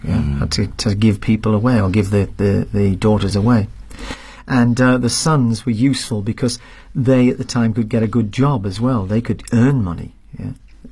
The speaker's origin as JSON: {"language": "English", "town": "Durham", "region": "North East England", "country": "United Kingdom", "tie": "born or raised there", "said": "Even in my hometown in Durham, some of the Catholic churches, the pews, which are the seats that they sit in, they were all destroyed, they were all burnt."}